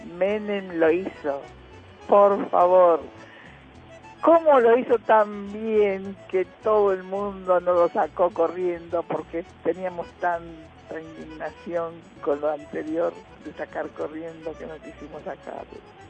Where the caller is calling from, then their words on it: Agronomía, Buenos Aires, Argentina; de Agronomía